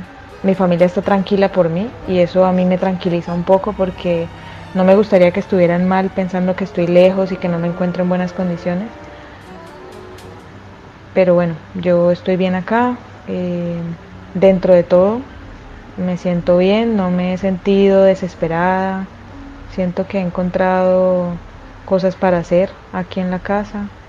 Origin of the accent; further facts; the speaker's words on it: Cali, Valle del Cauca, Colombia; moved away as an adult; now in Buenos Aires, Argentina; soy colombiana, caleña. En este momento me encuentro viviendo en Buenos Aires, Argentina. Hace aproximadamente 6 meses estoy acá.